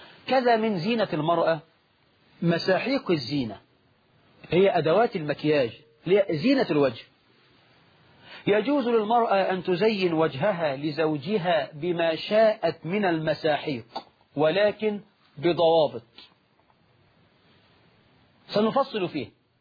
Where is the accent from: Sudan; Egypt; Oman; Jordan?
Egypt; طبعا النهاردة نقول الشباب عندنا في مصر